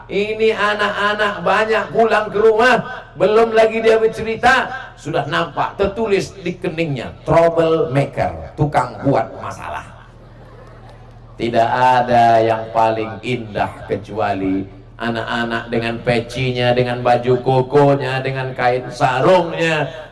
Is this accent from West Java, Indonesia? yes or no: no; Riau, Indonesia; I am coming from Riau. Ana min Riau.